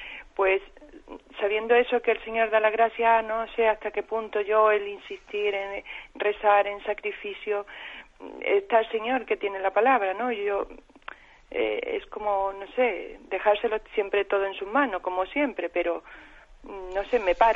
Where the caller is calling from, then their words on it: Málaga, Andalusia, Spain; de Málaga.